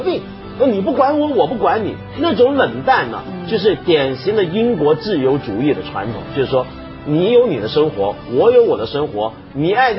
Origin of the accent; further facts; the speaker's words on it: Hong Kong; 你知道我香港人啊